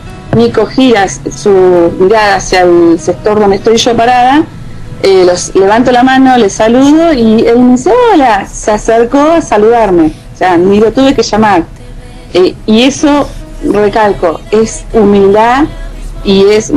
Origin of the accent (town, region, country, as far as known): Cipolletti, Río Negro, Argentina